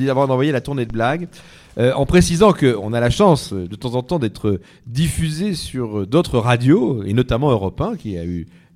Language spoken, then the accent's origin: French; Belgium; on est très écoutés en Belgique, nous sommes belges.